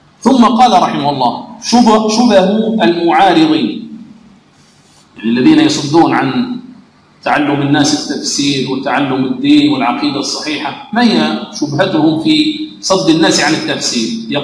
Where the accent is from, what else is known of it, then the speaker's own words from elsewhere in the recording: Algeria; وفرنسا كما تعلمون لما دخلت إلى بلادنا الجزائر